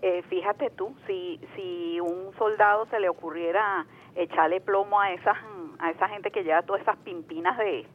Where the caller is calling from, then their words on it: Petare, Miranda, Venezuela; de Petare.